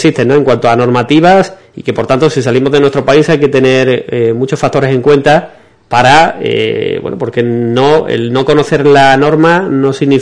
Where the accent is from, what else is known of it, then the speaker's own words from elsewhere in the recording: Spain; nosotros como españoles, ¿qué norma debemos cumplir cuando viajamos por el extranjero? La de nuestro país, la de España